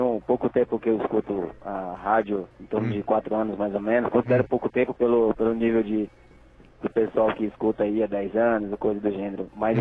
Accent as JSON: {"language": "Portuguese", "region": "Piauí", "country": "Brazil", "tie": "born or raised there", "said": "Do Piauí."}